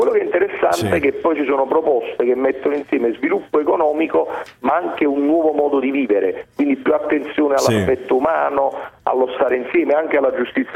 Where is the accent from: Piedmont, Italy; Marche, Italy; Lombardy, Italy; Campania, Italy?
Campania, Italy; Naples; lo dico da napoletano